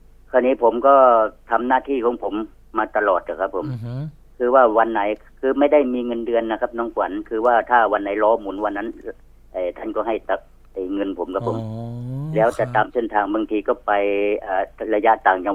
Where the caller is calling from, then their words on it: Nakhon Pathom, Thailand; โทรมาจากนครปฐมครับ